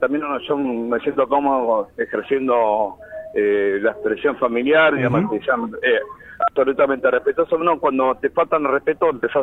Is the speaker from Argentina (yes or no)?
yes; Argentina; Nosotros tenemos origen paraguayo, somos argentinos de esta generación, vivimos, en el caso de Gabriel, 45 años, en el caso mío, 52, somos re argentinos